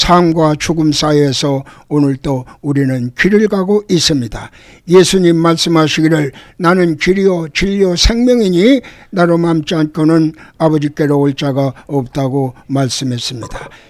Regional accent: Seoul, South Korea; born there; 저는 1942년 2월 12일 청량리 실용동에서 태어났으며

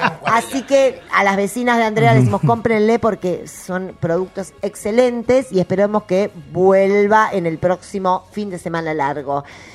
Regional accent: Trelew, Chubut, Argentina; Yo soy de Trelew, de Chubut.

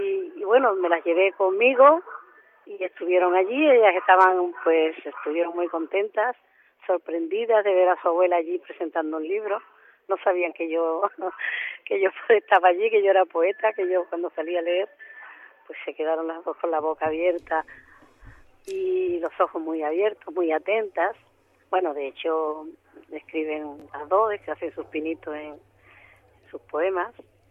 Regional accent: Sotiel, Andalusia, Spain; now in Seville, Spain; yo me he venido hoy a pasar el día a mi pueblo, a Sotiel, que vivo en Sevilla.

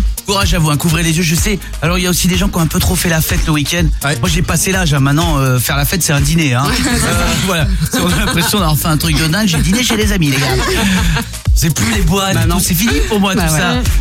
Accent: the Alps, France; Moi il y a beaucoup chez moi, je viens des Alpes, beaucoup de charpentiers, ouais.

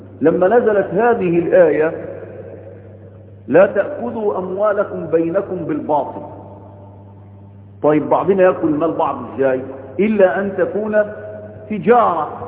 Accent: Egypt; ليس عندنا في مصر أزمة مساكن

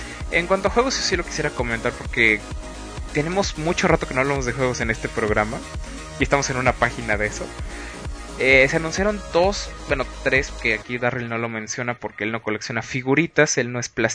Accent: Mexico; como buenos mexicanos, se lo estén robando al pobre cuate que está pagando

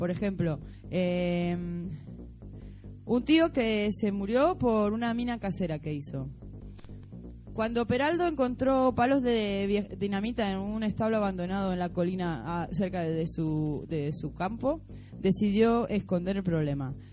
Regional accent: Argentina; Bueno, yo soy argentina, yo estoy acostumbrada a que la gente me quiera sangrar

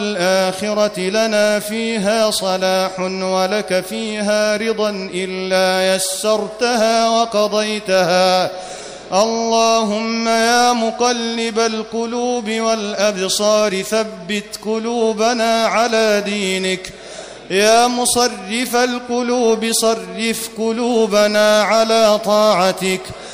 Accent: Egypt; اللهم أنزل على بلدنا مصر أمنك وأمانك

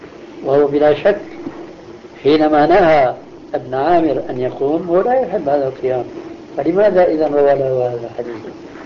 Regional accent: Damascus, Damascus Governorate, Syria; أنا دراستي النظامية لا تتعدى الدراسة الابتدائية، وكانت الدراسة يومئذ عندنا في دمشق 5 سنوات.

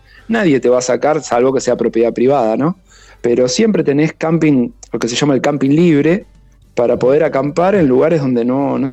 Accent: Argentina; Como la Argentina, por la cuestión del cambio, resulta barata para los extranjeros, y encima tenemos los Andes con los picos más altos de América

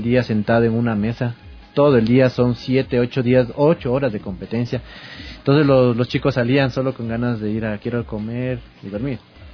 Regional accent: Quito, Pichincha, Ecuador; si nosotros somos quiteños, aguantamos el frío de aquí.

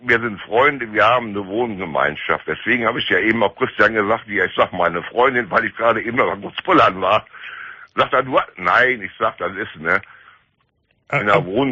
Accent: Cologne, North Rhine-Westphalia, Germany; now in Hildesheim, Germany; Aber ich lebe seit 68 hier in Niedersachsen, in Hildesheim.

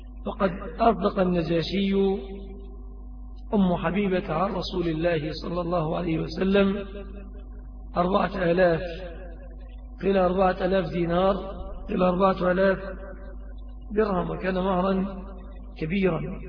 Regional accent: Egypt; فهذه صورة الصداق عند الغالبية العظمى في بلادنا مصر

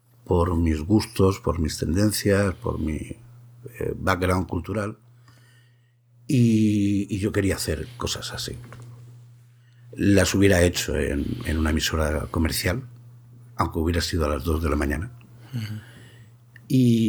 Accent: Jaén, Andalusia, Spain; born there; yo como no me he criado, por historias familiares, no me he criado, yo te hablo desde Jaén, desde Andalucía, pero, y soy de aquí, pero no me he criado aquí. Entonces, al final no tengo un acento andaluz.

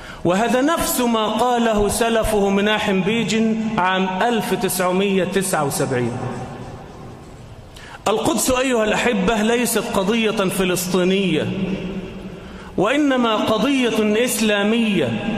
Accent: Egypt; إلى مصر، إلى بلدنا مصر

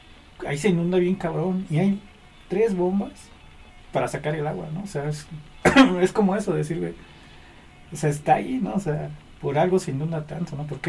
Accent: Iztapalapa, Mexico City, Mexico; También en mi barrio así, ¿no? O sea, soy de Iztapalapa

